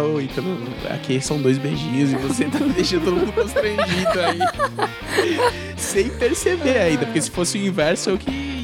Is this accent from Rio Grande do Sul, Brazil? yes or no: no; São Paulo, Brazil; born there; also born or lived in Goiás / Salvador; eu nasci em São Paulo, morei muitos anos em Goiás. E nesses dois lugares que eu morei, é um beijinho só. Aí eu fui pra Salvador